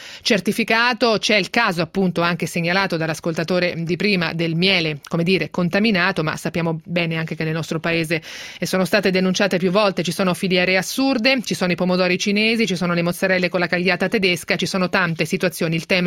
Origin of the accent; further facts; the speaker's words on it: Marche, Italy; Io sono marchigiana